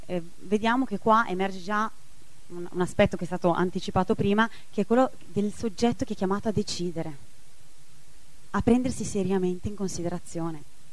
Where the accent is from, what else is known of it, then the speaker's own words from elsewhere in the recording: Milan, Lombardy, Italy; io parlo perché vengo da Milano, non lo vedo mai il sole, no?